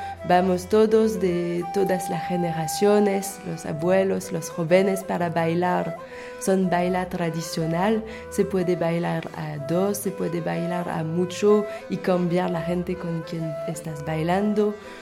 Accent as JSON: {"language": "Spanish", "region": "Nouvelle-Aquitaine", "country": "France", "second_language": "Spanish", "said": "Yo vengo de un pueblo que es un pueblito que se ubica arriba de la ciudad de Bordeaux, como 2 horas y media arriba de esta ciudad."}